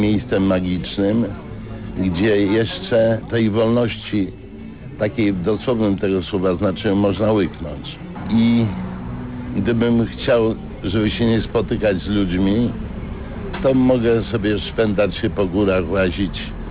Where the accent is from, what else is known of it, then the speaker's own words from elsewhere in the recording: Kraków, Lesser Poland, Poland; born there; Nie, ja nie jestem stąd. Ja urodziłem się w Krakowie. Mama moja budowała nową hutę jako murarka, a tata był zawodowym wojskowym.